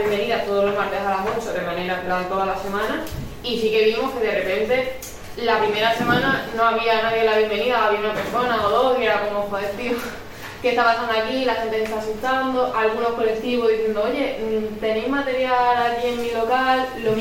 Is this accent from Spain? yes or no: yes; Andalusia, Spain; born there; en la región de donde yo nací, en Andalucía